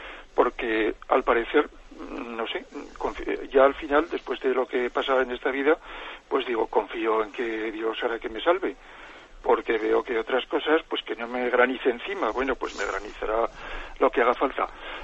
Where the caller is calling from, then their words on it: Zaragoza, Aragon, Spain; de Zaragoza.